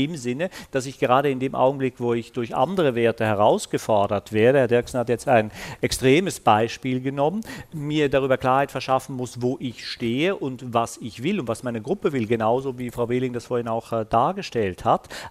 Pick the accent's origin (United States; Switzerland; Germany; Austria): Switzerland; das sage ich jetzt als Schweizer, der seit 20 Jahren eine SVP in dem Land hat